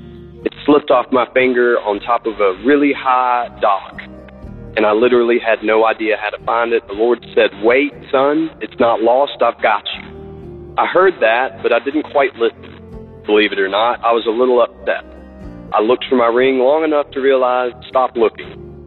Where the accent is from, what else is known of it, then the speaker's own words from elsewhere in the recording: Birmingham, Alabama, United States; now in Tennessee, United States; currently from the Rolling Hills of Tennessee, 37174, but I'm originally from Birmingham.